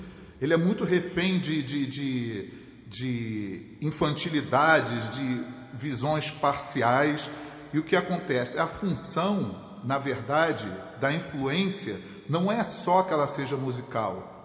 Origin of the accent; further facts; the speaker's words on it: Rio de Janeiro, Brazil; Eu sou carioca, mas eu também vejo o mundo muito pela ótica do que eu vivi no Rio, né?